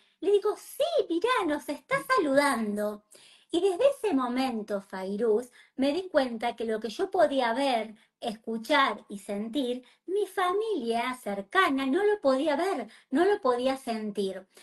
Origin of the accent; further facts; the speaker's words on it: La Pampa, Argentina; Yo soy argentina, pampeana